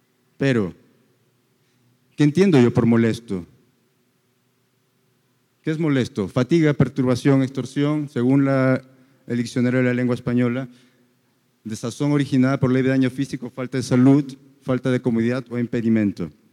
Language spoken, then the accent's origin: Spanish; Peru; now in Medellín, Colombia; yo originalmente soy de Perú. Yo originalmente vengo de una ciudad que es muy similar en sonidos a esta.